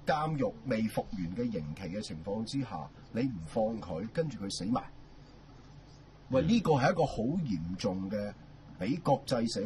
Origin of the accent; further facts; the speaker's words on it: Hong Kong; 亦都係代表我哋香港人唔識點同佢玩一國兩制